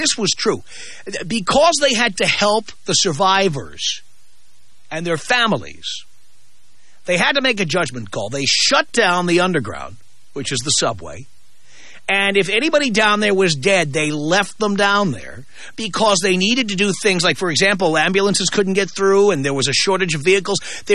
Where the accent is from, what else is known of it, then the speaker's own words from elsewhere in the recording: California, United States; And as a Californian, you really see this.